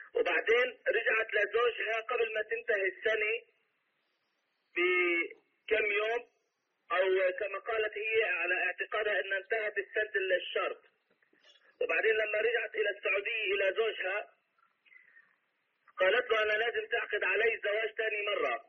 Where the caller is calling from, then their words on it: Portland, Oregon, United States; نحن السؤال من هون، من أنا من أمريكا بتكلم